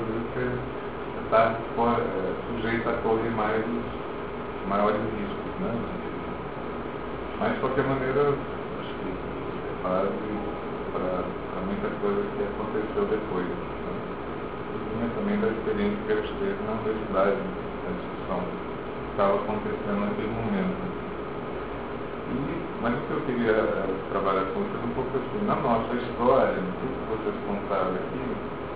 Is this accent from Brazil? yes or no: yes; Goiânia, Goiás, Brazil; sou goiano de origem, na cidade que nasceu, de Goiânia